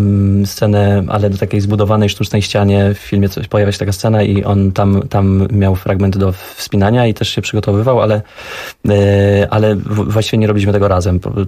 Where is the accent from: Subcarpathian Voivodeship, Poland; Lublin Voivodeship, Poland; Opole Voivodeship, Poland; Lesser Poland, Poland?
Lesser Poland, Poland; ja nie mówiłem gwarą. Zresztą nie jestem góralem, jestem lachem sądeckim.